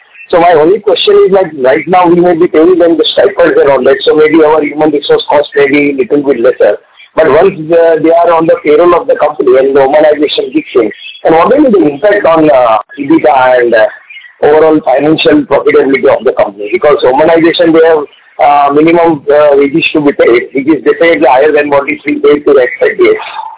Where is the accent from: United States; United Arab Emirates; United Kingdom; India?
India; English is a second language; being Indian, I was very proud